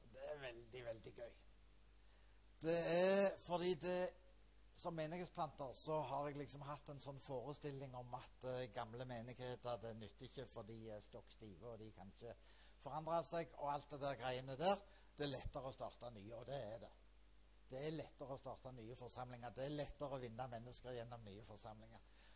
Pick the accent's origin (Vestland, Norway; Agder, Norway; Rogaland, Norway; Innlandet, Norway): Rogaland, Norway; Klepp; accent: Jæren dialect; also born or lived in Sandnes; now in Vinterbro, Norway; Og så må dere tilgi dialekt. Egentlig er jeg Jærbu. Jeg er født og vokst opp på Klepp. Og så flyttet jeg til Sandnes, og så bodde jeg der i en sånn 20 år eller noe sånt. Og nå bor jeg på Vinterbro, som er da 20 minutter